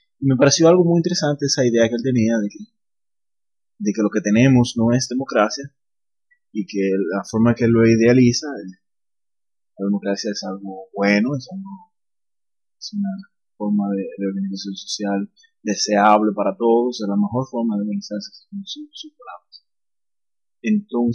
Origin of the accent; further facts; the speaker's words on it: Dominican Republic; estamos cerca de las elecciones congresionales aquí en mi país, República Dominicana